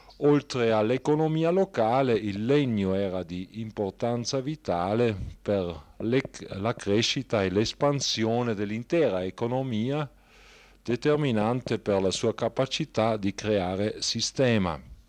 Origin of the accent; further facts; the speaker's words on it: Brixen, Trentino-Alto Adige, Italy; non posso dire poiché io sono di Bressanone.